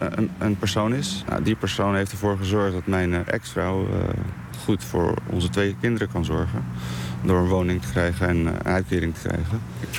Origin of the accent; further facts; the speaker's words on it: Bosnia & Herzegovina; now in Netherlands; Want ik kom zelf uit Bosnië dus. En het is iets wat je daar nooit zou zien.